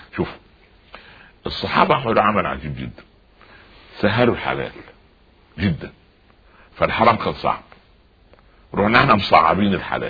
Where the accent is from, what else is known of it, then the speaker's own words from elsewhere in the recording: Egypt; تعودنا عليه كمصريين وعرب